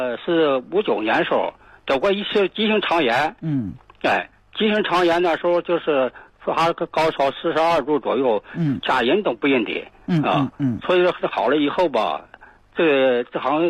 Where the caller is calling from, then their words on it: Daqing, Heilongjiang, China; 哎，我是大庆的，今年82岁了。